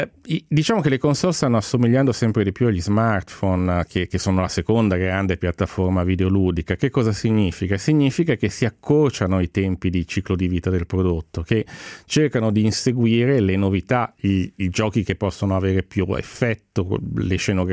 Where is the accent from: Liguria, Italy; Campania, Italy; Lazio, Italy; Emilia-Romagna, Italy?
Liguria, Italy; Genoa; sai anche che sono genovese